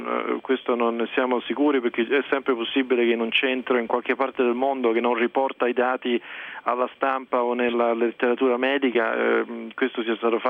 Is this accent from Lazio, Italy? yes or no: yes; Rome, Lazio, Italy; moved away as an adult; now in United States; io praticamente sono nato e cresciuto a Roma, ho fatto l'università a Roma e poi mi sono, diciamo, trasferito qui per negli Stati Uniti per studiare